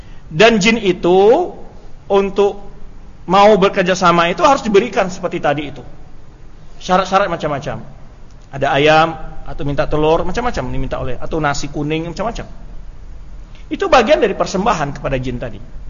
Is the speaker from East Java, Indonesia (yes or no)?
no; Tanjung Gadang, West Sumatra, Indonesia; Di kampung saya itu Tanjung Gadang, Sungai Napar, masuk ke hutan namanya ada air hangat.